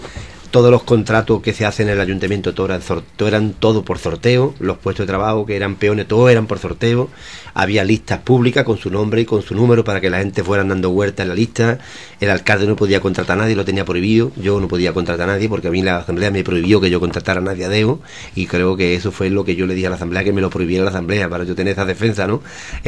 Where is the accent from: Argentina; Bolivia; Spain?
Spain; El Coronil, Andalusia; nosotros estamos a 7 kilómetros de la base americana de Morón de la Frontera, pero el pueblo más cercano es el Coroní, mi pueblo, está a 7 kilómetros en dirección recta.